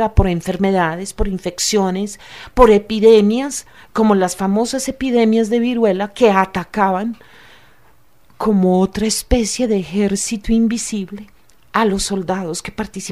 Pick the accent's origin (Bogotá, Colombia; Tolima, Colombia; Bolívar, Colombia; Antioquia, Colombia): Antioquia, Colombia; yo soy antioqueña